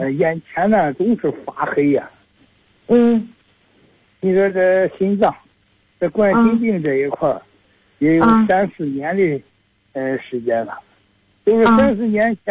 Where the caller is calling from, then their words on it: Zhuozhou, Hebei, China; 我是北京涿州的。